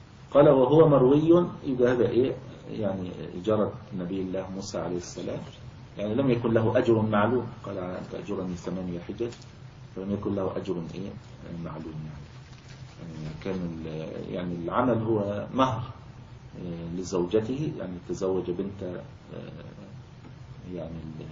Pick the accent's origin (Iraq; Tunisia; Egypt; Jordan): Egypt; ويعني كان موجود عندنا في مصر الوقت قريب يعني في القرى وكذا